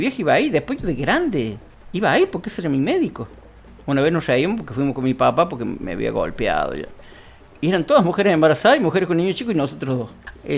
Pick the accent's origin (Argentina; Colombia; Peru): Argentina; Cruz del Eje, Córdoba; Yo nací acá. Mismo, soy cruz del Ejeño por donde me busqué. En el consultorio del doctor Arrigoni, en la calle Eva Perón. En la cuadra que está entre la Rafael Núñez y la Alsina.